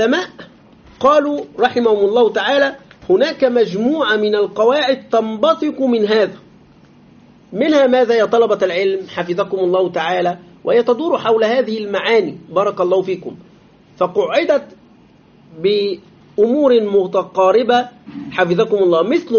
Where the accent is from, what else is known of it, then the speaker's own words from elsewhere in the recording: Egypt; ويريدون تقليد الغرب في بلادنا مصر